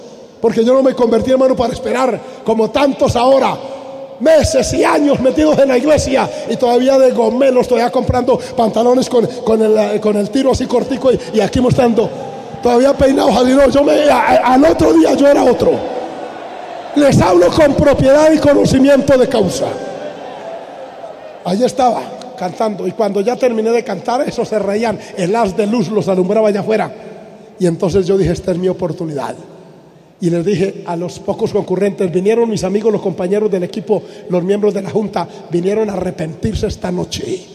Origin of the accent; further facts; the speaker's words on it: Antioquia, Colombia; yo soy de origen paisa, mis abuelos, papás, todas mis generaciones de aquí. Y nosotros somos habladores extrovertidos.